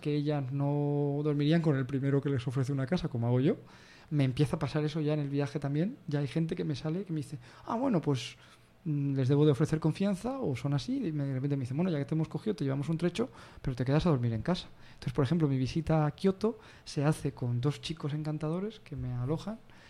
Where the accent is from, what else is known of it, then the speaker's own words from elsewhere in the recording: Spain; viendo que vengo de España y que voy a hacer autostop